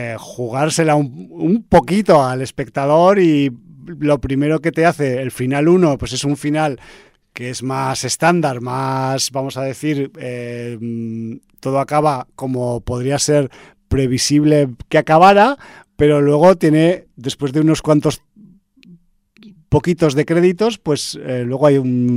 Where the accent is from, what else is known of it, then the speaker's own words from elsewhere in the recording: Aragon, Spain; Y yo, que soy un cabezón, que soy de Aragón